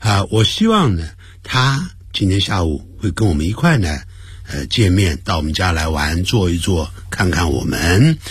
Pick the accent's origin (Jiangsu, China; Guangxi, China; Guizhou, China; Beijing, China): Guangxi, China; Nanning; 一看就知道呢，是我们家乡人，是从哪个地方啊？从南宁来的。